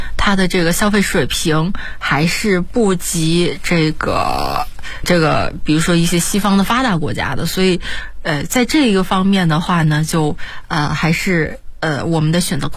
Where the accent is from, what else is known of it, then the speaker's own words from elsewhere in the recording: China; 尤其是对我们中国人真的非常友好